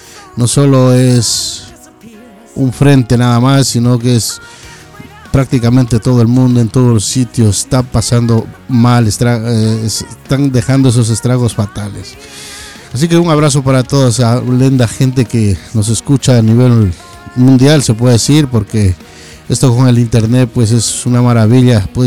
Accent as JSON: {"language": "Spanish", "country": "Ecuador", "moved": "yes", "said": "Yo precisamente soy un ecuatoriano que llevo por acá más de 20 años, que tuve que dejar mi patria, mi país"}